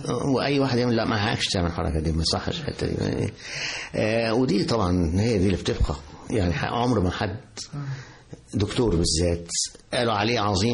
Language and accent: Arabic; Egypt; الأستاذ اللي علمني أنا مصري لكن هو أول جينيريشن بعد الإنجليز